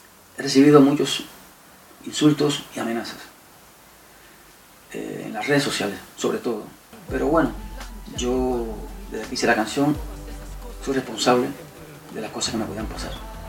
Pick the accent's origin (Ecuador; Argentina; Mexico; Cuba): Cuba; now in Madrid, Spain; Quiero expresarle desde aquí, desde Madrid, mi solidaridad con el pueblo de Cuba, que es mi pueblo